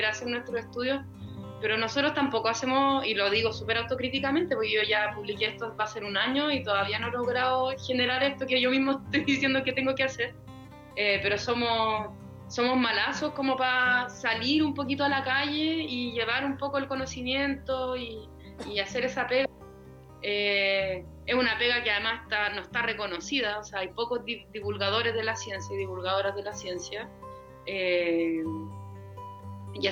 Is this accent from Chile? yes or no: yes; Chile; prefiero yo como científica o como mujer chilena, qué sé yo, posicionarme políticamente